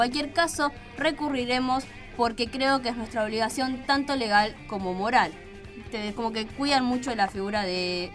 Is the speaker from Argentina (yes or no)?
yes; Argentina; obviamente, somos argentinos